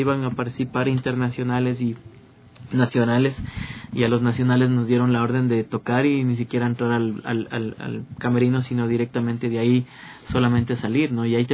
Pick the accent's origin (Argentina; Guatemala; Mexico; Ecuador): Ecuador; luchamos porque se nos reconozcan nuestros derechos como músicos, como artistas ecuatorianos